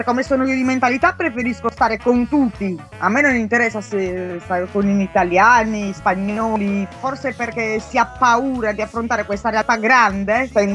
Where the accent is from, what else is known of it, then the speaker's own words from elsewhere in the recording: Sardinia, Italy; accent: Sardinian; moved away as an adult; also born or lived in Rome; Io sono sarda, però ho vissuto dall'età di 19 anni a Roma, perché mio padre stava a Roma.